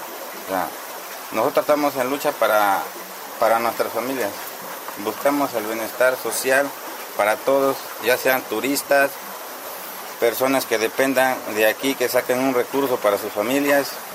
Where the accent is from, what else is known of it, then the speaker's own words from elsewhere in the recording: Ojo de Agua, Veracruz, Mexico; Soy nativo de este pueblo, del pueblo de Ojo de Agua, Miguel Hidalgo, municipio de Amatlán de los Reyes.